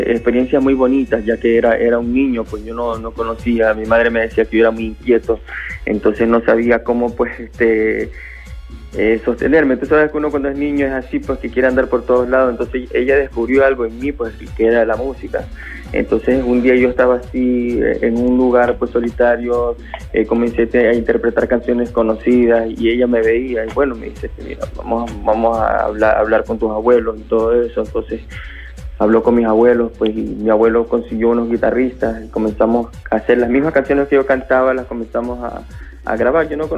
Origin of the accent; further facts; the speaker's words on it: Guayaquil, Guayas, Ecuador; Yo soy de la costa de Ecuador, yo soy de Guayaquil.